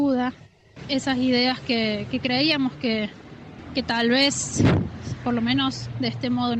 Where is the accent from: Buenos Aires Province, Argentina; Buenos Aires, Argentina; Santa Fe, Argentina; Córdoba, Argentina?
Córdoba, Argentina; Cosquín; Soy de Cosquín y soy docente